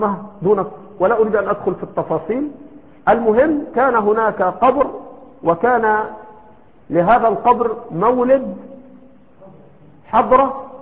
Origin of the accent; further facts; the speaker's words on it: Egypt; إما أنه هنا عندنا في مصر إما أنه يجهل تلك الأصول